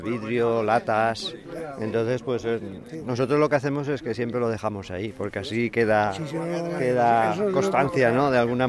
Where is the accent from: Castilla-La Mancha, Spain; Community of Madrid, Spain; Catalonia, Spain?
Castilla-La Mancha, Spain; Cuenca; yo soy de Cuenca, de la capital, y entonces yo de pequeño oía que en la capital